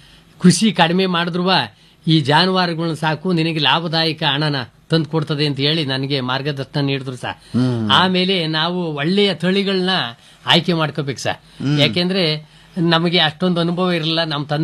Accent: Tobinakere, Karnataka, India; sir, ನಾವು ತೋಬಿನಕೆರೆ, ನಮ್ಮ ಗ್ರಾಮ

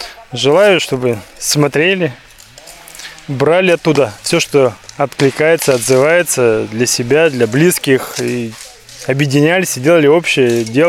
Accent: Berezniki, Perm Krai, Russia; Мы приехали с Урала, Пермский край. Есть такой славный город Березники.

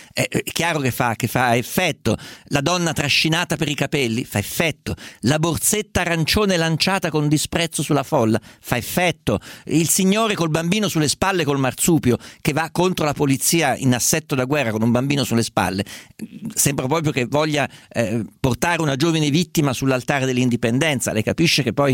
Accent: Perugia, Umbria, Italy; born there; sono nato a Perugia che sta al centro

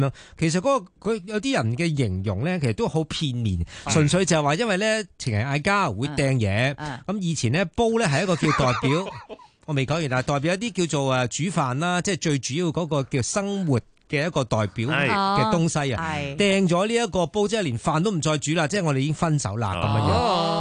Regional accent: Guangdong, China; 就系我哋广东人所叫煲

